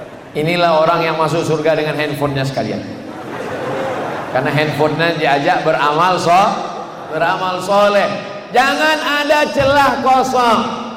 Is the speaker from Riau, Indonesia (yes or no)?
yes; Riau, Indonesia; Saya datang dari Riau, Sumatera.